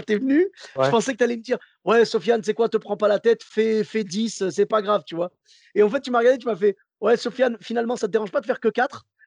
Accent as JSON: {"language": "French", "town": "Bordeaux", "region": "Nouvelle-Aquitaine", "country": "France", "said": "Ben moi, comme je venais de Bordeaux"}